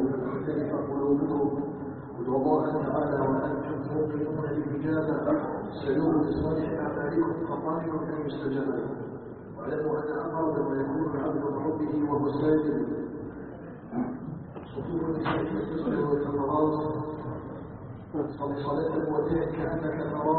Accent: Algeria; نسأله جل في علاه أن يجعل بلدنا الجزائر بلدا آمنا مطمئنا

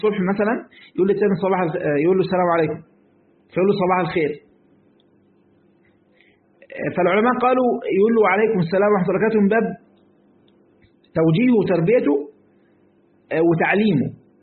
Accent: Egypt; ما انا برضو مصري يعني برضو عارف اجود

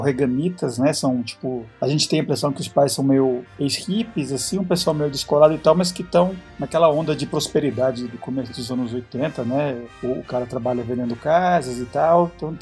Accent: Colombia; Portuguese is a second language; moved away; quando eu cresci na Colômbia, nos anos 80 e 90

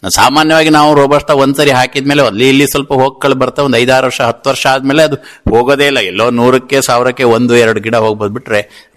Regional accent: Mudigere, Karnataka, India; moved away; ನಾನು ಆಕ್ಚುಲಿ ನನ್ನ ಮೂಲತಃ ಮೂಡಿಗೆರೆಯವನು. ಇಲ್ಲಿಗೆ ಬಂದು 20 ವರ್ಷ ಆಯ್ತು ತೊಳಲು ಗ್ರಾಮಕ್ಕೆ.

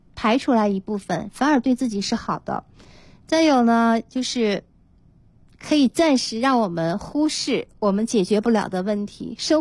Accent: China; 我们中国人

